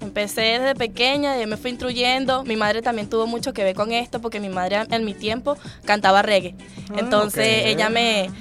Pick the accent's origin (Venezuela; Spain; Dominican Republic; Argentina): Venezuela; Los Teques, Miranda; also born or lived in Vargas; De Los Teques. De Los Teques nací en Vargas, pero toda mi crianza fue en Los Teques.